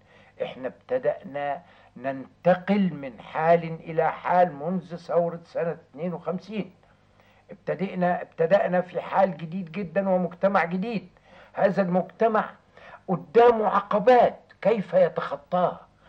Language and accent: Arabic; Egypt; ومع الأخلاق الطبيعية بتاعتنا كمصريين